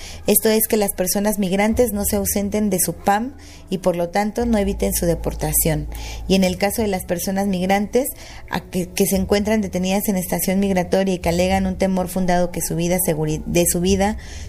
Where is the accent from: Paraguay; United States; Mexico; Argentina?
Mexico; existe esta doble moral de nosotros y nosotras como mexicanos